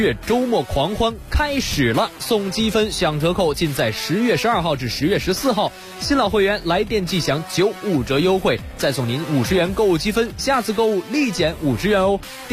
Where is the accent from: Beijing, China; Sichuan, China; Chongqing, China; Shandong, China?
Beijing, China; 咱们北京人